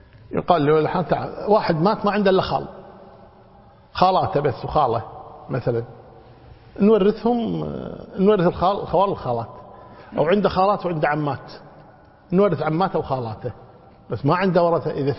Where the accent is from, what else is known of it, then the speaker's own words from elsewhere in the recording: Kuwait; يمكن حنا عندنا بالكويت نعمل الحمد لله